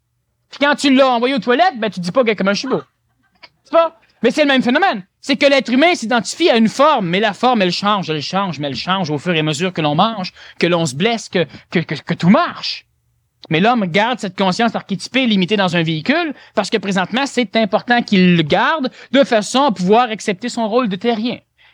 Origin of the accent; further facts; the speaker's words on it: Canada; Moi, je suis un Canadien parce que je ne suis pas américain.